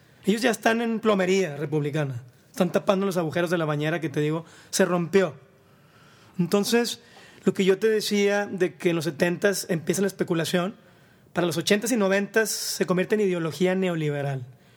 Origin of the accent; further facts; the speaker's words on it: Mexico; sino con las diferencias que somos como mexicanos.